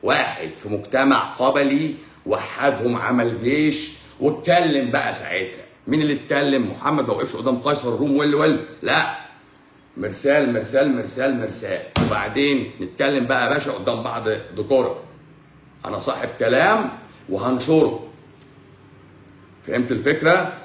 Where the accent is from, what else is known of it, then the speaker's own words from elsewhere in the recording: Egypt; طول ما احنا مصريين،